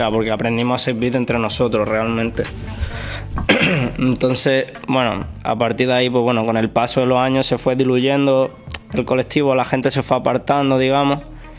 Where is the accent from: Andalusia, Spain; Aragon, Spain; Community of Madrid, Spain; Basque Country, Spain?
Andalusia, Spain; Córdoba; Ok, bueno, yo soy un chaval de Córdoba.